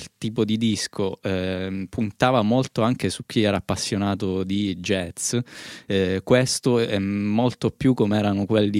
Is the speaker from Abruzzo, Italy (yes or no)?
no; Reggio Calabria, Calabria, Italy; Di Reggio Calabria.